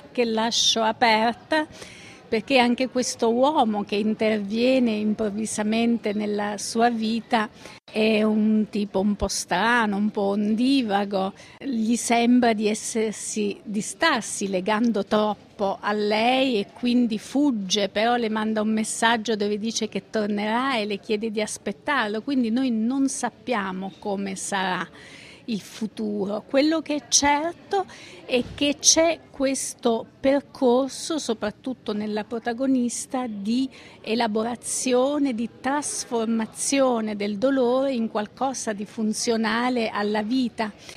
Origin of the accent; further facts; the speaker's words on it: Abruzzo, Italy; essendo abruzzese, l'ho vissuto, se non proprio sul campo, da molto vicino